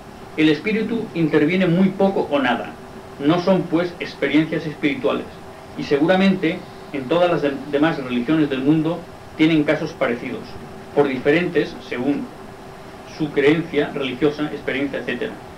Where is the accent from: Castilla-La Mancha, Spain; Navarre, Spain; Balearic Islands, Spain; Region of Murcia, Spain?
Balearic Islands, Spain; Inca; Soy un obrero yesero ya jubilado. Soy mallorquín, nacido en el pueblo de Inca, en el año 1918. Tengo pues ahora 76 años de edad. Soy descendiente de los primeros israelitas cristianos que llegaron a Mallorca